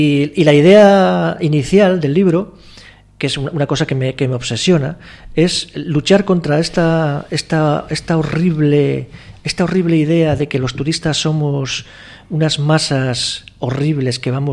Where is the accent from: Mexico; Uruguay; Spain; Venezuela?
Spain; yo también soy español